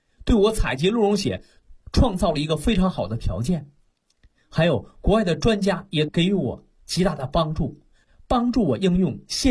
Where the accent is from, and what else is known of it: China